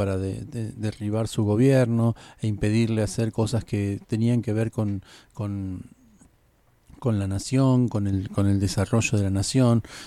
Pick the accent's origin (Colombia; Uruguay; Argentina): Argentina; Procuremos, como argentinos, ser inteligentes, ser ciudadanos